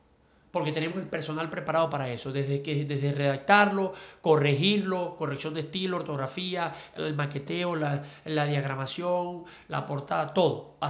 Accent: Ciudad Bolívar, Bolívar, Venezuela; moved away as an adult; now in Caracas, Venezuela; Nací en Ciudad Bolívar. Sí, por allá me crié hasta la mayoría de edad y luego, bueno, me vine a la capital y al tiempo, tengo aquí que 10, 12 años más o menos.

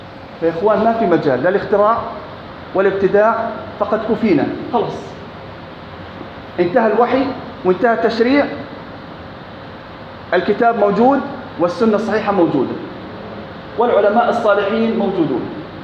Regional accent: Jordan; أنا أردني

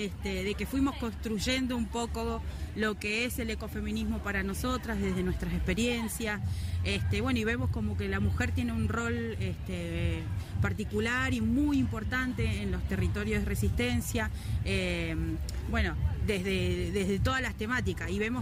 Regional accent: Río Gallegos, Santa Cruz, Argentina; soy de Santa Cruz, de Río Gallegos

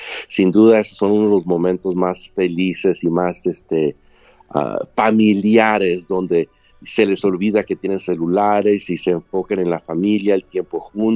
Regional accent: Mexico; also born or lived in Chicago; now in Los Angeles, United States; me casé con una mujer de mi pueblo, nos conocimos de jovencitos en México, en vacaciones los dos, y aunque yo vivía en Chicago y ella vivía en Los Ángeles, pues llegó el tiempo donde yo decidí mudarme a Los Ángeles

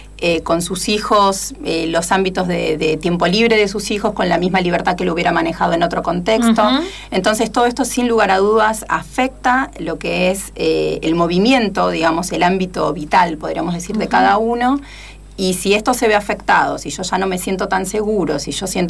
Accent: Argentina; also born or lived in Germany; sin olvidar el lugar al cual pertenezco y el que más me importa, uh-huh. ¿no? Que es tanto Argentina como América Latina

